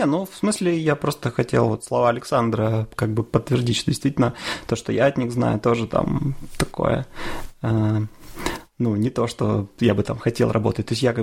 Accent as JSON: {"language": "Russian", "town": "Chelyabinsk", "region": "Chelyabinsk Oblast", "country": "Russia", "tie": "born there", "said": "Это не то, что я такой там патриот Челябинска и там считаю, что ты должен жить там, где ты родился."}